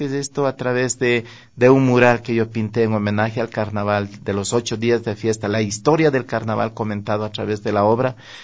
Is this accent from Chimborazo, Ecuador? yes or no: yes; Guamote, Chimborazo, Ecuador; recuerdo yo los carnavales de mi tierra, los carnavales de Huamote, ese colorido, los danzantes y todo